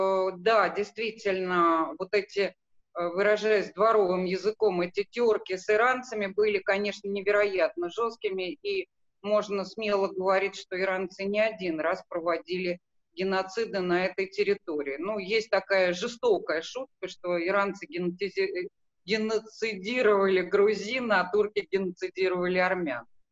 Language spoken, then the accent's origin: Russian; Armenia; Ну, это самое, выступлю как вульгарная армянка, Да, замечу, что, конечно, и тут мы отметились